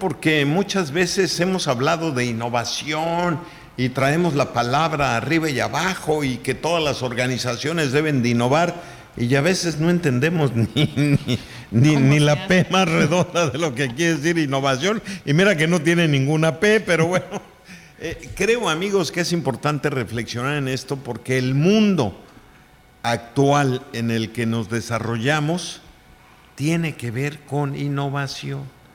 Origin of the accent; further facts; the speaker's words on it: Mexico; siendo que el mexicano es muy creativo, que sí los tenemos, pero no los registramos.